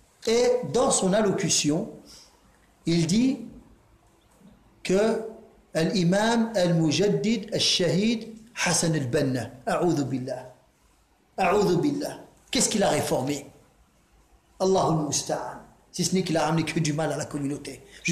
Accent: Drancy, Île-de-France, France; J'ai grandi à Drancy, il est pas loin de la ville de Drancy

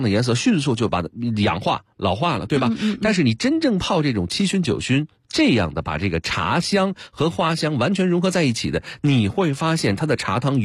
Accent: Beijing, China; 这个我北京人代表我们北京的这个朋友们

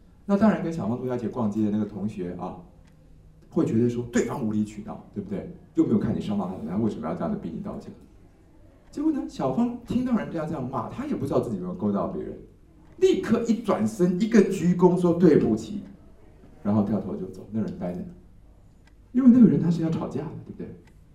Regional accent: Taiwan; 我们台湾人是觉得谁受害就是谁是优胜者

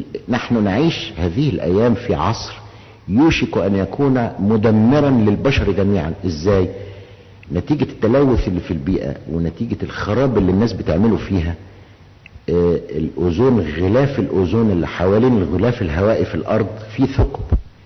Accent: Egypt; احنا عندنا في مصر تعبير شعبي بيقول ايه؟

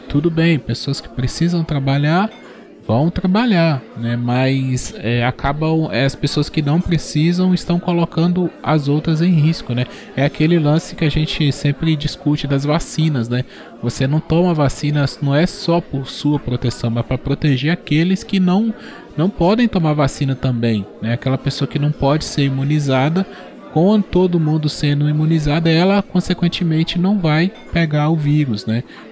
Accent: Governador Valadares, Minas Gerais, Brazil; Eu tô em Governador Valadares, né? Minha cidade natal.

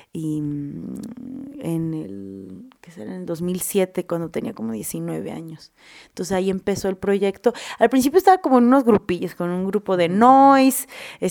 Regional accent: Guanajuato, Mexico; yo soy de Guanajuato, Guanajuato. Yo nací ahí enfrente del mercado, al lado de los tacos del Paisa, en el sanatorio del Sagrado Corazón con el doctor Cisneros. Mi familia, pues somos de Guanajuato, de Guerrero

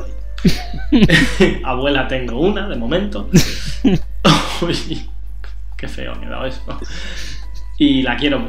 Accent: Catalonia, Spain; Oye, que soy catalán, un poquito de que me duele el pagar, me escuece.

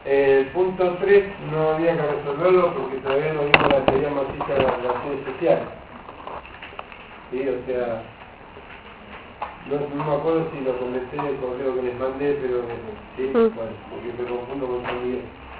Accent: Argentina; O sea, yo como argentino no me ofendo, al contrario, me parece bárbaro.

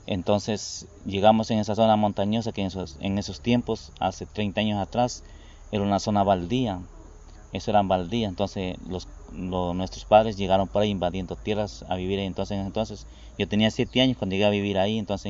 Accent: Salinas, Santa Elena, Ecuador; also born or lived in El Oro; yo me digo que soy de Salinas, de las Salinas, porque yo llegué a vivir de 7 años ahí. Yo soy de la costa, de la provincia del Oro

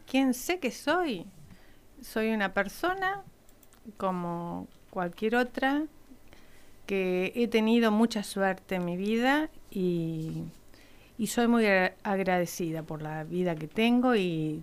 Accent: Villa Regina, Río Negro, Argentina; born there; yo nací en el Valle de Río Negro, uh-huh, en Villa Regina.

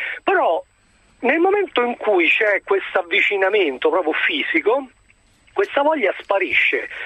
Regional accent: Rome, Lazio, Italy; Io non vivo, sono di Roma, non vivo a Roma, vivo lontano e quindi mi mancano gli amici

